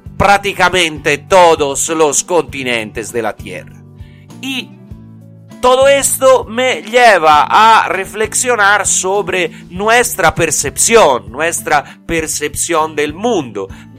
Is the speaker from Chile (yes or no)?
no; Italy; Spanish is a second language; y soy italiano